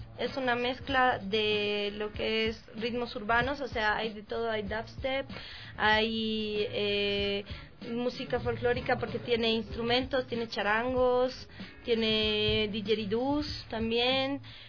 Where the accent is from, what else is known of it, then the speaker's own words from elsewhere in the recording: La Paz, Bolivia; Yo soy de La Paz, soy de la ciudad de La Paz, de Miraflores.